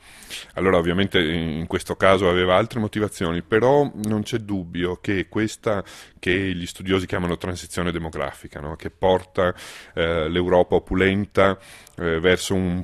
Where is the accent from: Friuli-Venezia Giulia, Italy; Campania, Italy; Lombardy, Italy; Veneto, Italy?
Veneto, Italy; Venice; E allora l'idea di una città, che poi è la mia città, io sono cresciuto a Venezia